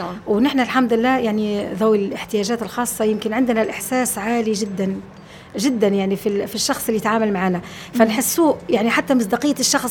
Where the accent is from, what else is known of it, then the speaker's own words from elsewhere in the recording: Libya; باعتبار أني أنا ليبية وبنت بلاد